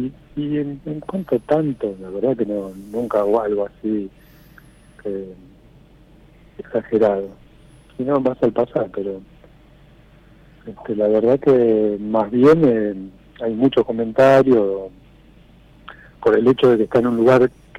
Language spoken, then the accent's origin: Spanish; Villa Gesell, Buenos Aires Province, Argentina; yo desde los 2-3 años más o menos vino mi familia para acá